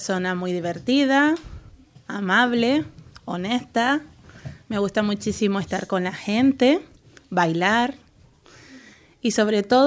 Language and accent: Spanish; Canary Islands, Spain; born there; now in Lanzarote, Spain; Yo nací en Gran Canaria y llevo 2 años en Lanzarote. Hemos venido por motivos de trabajo, aunque me gustaría muchísimo volver a Gran Canaria porque allí tengo toda mi familia.